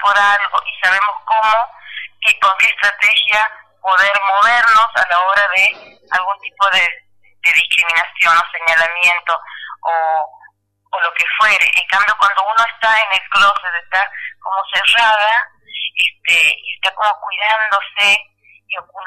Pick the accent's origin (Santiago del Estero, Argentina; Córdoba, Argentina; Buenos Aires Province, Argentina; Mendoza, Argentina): Santiago del Estero, Argentina; soy de Santiago del Estero, soy lesbiana